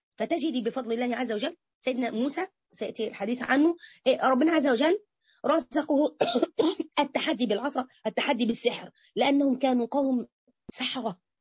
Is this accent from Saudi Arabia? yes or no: no; Egypt; تبص تلاقي الناس كده، عندنا في مصر بس على فكرة سبحان الله